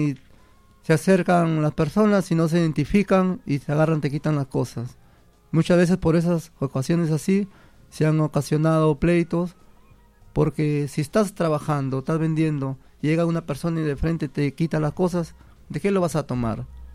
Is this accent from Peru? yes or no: yes; Peru; Yo soy peruano